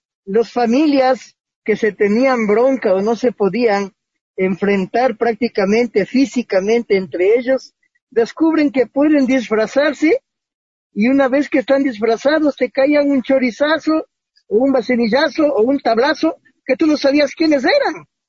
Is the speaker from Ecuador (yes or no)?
yes; Quito, Pichincha, Ecuador; Los quiteños nacemos con un chip muy especial.